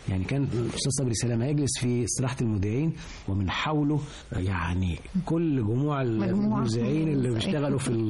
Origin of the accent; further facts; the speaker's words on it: Egypt; احنا ابناء مصر لكن هم عايشين مع مصر وبيحبوها حب